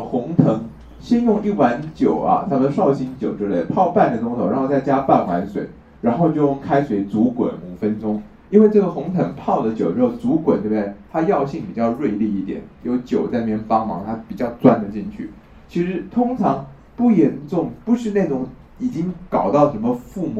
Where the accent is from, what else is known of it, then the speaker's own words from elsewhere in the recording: Taiwan; 可是我们台湾这边就很奇怪，就是很喜欢把小孩的肚子打开来拉掉那个阑尾